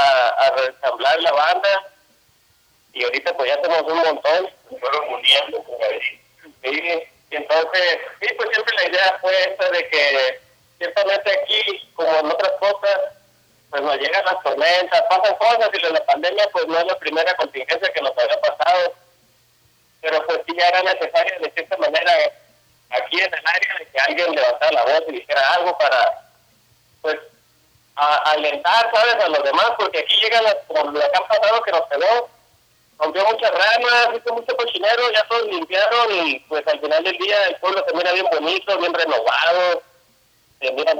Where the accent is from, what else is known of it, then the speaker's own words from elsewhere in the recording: San José del Cabo, Baja California Sur, Mexico; también soy de aquí de San José del Cabo, y pues nada, aquí andamos con todo.